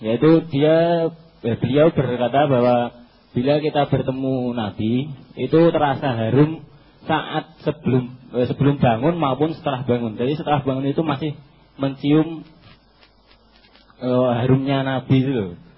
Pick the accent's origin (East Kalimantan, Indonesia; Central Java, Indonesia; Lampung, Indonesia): Central Java, Indonesia; Boyolali; Saya dari Boyolali, Bib.